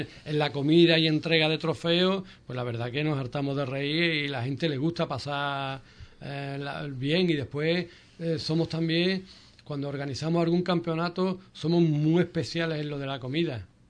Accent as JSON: {"language": "Spanish", "town": "Cádiz", "region": "Andalusia", "country": "Spain", "said": "¿Somos gaditanos?"}